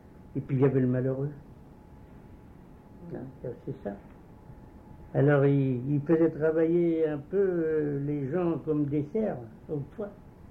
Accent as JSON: {"language": "French", "town": "Vauguinet", "region": "Centre-Val de Loire", "country": "France", "tie": "born or raised there", "said": "Je suis né à Vauguinet."}